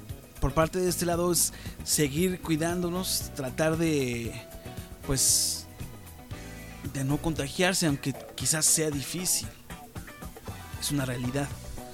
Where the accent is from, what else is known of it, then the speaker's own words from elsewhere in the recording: Mexico; Es algo que manejamos día a día nosotros como mexicanos.